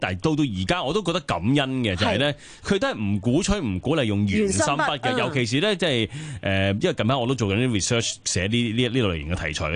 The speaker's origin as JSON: {"language": "Cantonese", "country": "China", "said": "我哋中國人嗰啲字咧，"}